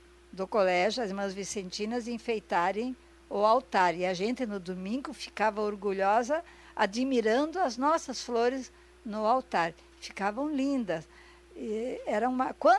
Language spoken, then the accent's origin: Portuguese; Foz do Iguaçu, Paraná, Brazil; born there; Eu nasci aqui em Foz do Iguaçu num domingo, quando tocava o sino da igreja.